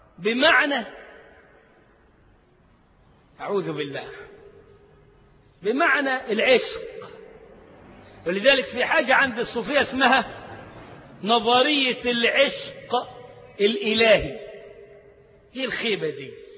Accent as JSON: {"language": "Arabic", "country": "Egypt", "said": "تلاقي اللغة بتطير منه على طريقتنا يعني كمصريين"}